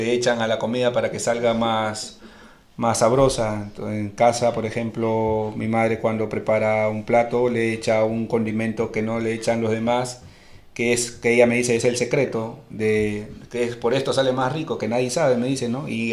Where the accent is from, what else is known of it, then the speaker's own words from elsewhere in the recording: Callao, Peru; moved away as an adult; now in Asturias, Spain; Yo soy de Perú, de Lima. Ahí en el Callao, que es un distrito de ahí de Lima, y bueno, llevo toda la vida ahí, poco tiempo acá en España, llegué a Asturias